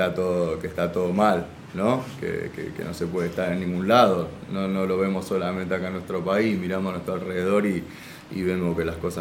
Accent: Lanús, Buenos Aires Province, Argentina; Yo soy de Lanús.

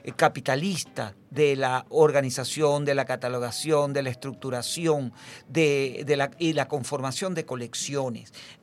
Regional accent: Venezuela; Como lo somos todos los venezolanos, que somos así, dadores

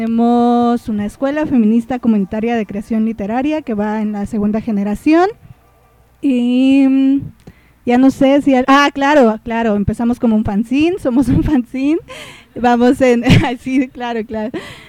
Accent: Iztapalapa, Mexico City, Mexico; como nosotras también somos de Iztapalapa, y pues ahí por ahora

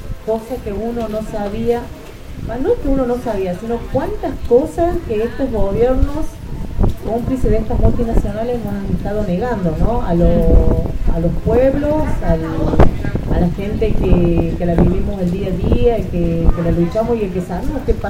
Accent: Córdoba, Argentina; Vengo de la provincia de Córdoba. Vivo en el barrio de Malinas, Argentina.

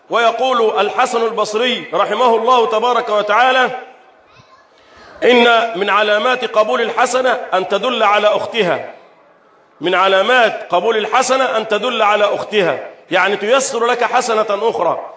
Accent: Egypt; اللهم احفظ بلدنا مصر

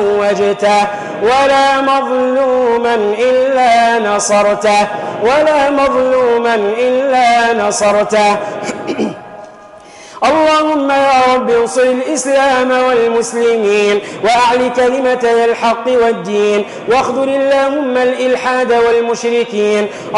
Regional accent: Tunisia; احفظ بلدنا تونس من الفتن والمحن ما ظهر منها وما بطن.

